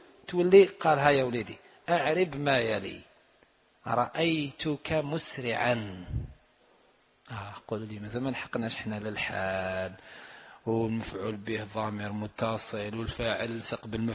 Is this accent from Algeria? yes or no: yes; Algeria; وهذا أسهل وهو المعروف عندنا في الجزائر